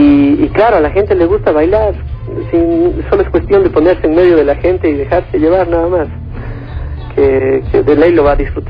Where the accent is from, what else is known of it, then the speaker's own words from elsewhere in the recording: Cuenca, Azuay, Ecuador; somos cuencanos, ¿no?, y queremos relacionarnos con lo que es cuencano.